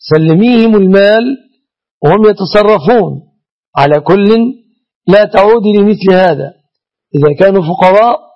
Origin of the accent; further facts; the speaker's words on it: Egypt; عندنا في مصر هنا